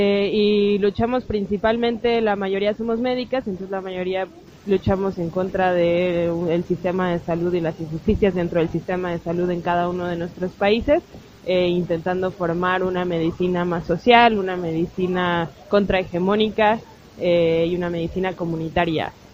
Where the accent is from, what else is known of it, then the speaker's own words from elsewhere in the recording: Mexico City, Mexico; soy mexicana de la Ciudad de México.